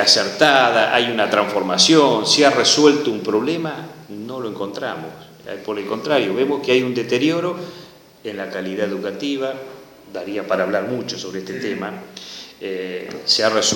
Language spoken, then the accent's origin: Spanish; Buenos Aires Province, Argentina; quienes somos bonaerenses tenemos una especial responsabilidad de generar un proyecto fuerte para transformar la provincia de Buenos Aires